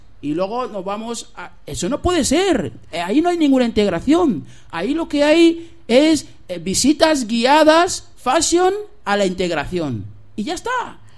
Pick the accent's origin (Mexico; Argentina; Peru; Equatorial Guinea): Equatorial Guinea; Los guineanos también somos africanos con cultura hispana.